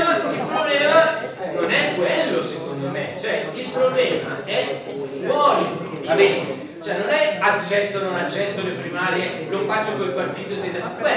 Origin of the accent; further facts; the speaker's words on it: Rome, Lazio, Italy; born there; now in Como, Italy; io non sono comasco di adozione, ho quasi 60 anni, sono quasi 59 anni, mi sento, però sono nato a Roma, quindi mi ritengo comunque un cittadino del mondo più che un comasco